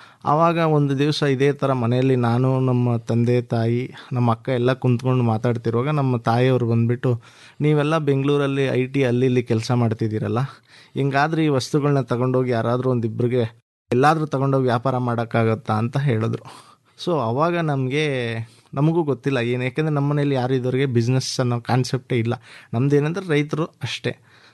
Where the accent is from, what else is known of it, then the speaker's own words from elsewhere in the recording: Laknahalli, Karnataka, India; ನಾನು ಮೂಲತಃ ಲಕ್ನಹಳ್ಳಿ ಗ್ರಾಮದವರು.